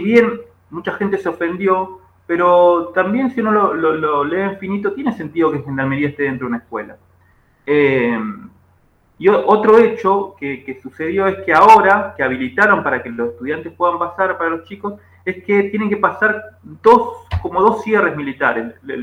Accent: Junín de los Andes, Neuquén, Argentina; yo me crié en Junín de los Andes, en el sur de Neuquén, cerca de San Martín de los Andes, y toda la vida miré con ojo de impresión el bosque de pino

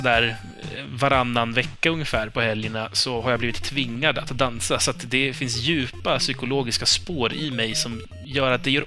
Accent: Iran; now in Sweden; Så, nej, jag är iranier.

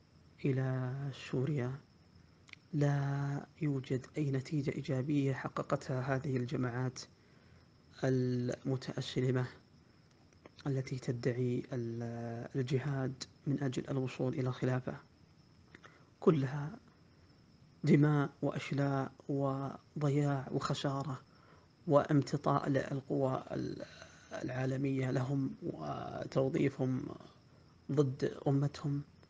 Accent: Saudi Arabia; لا شك أننا كسعوديين وعرب ومسلمين لنا ثقافة قديمة

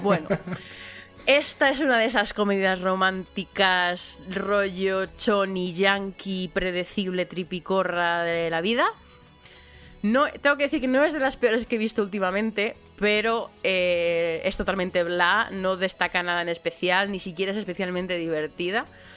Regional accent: Madrid, Community of Madrid, Spain; yo soy muy laísta, que soy madrileña

